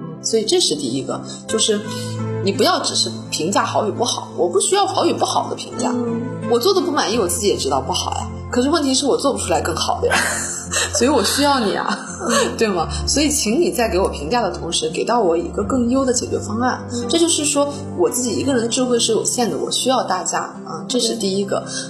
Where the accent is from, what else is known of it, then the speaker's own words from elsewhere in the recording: Northeast China, China; also born or lived in United States; 美国人啊，他是跟我们中国的东北人，我老家的家乡人非常的相近，是非常热情好客的